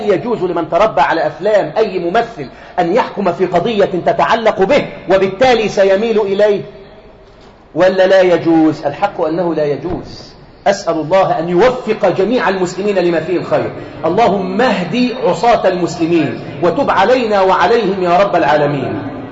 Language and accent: Arabic; Egypt; واحنا بنحب احنا كشعب مصري بنقلة في الضحك